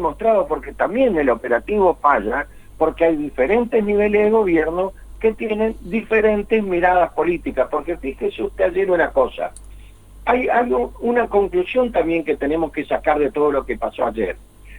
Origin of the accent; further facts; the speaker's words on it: Santa Fe, Argentina; un fallo de la Corte que directamente nos perjudica a nosotros como santafesinos.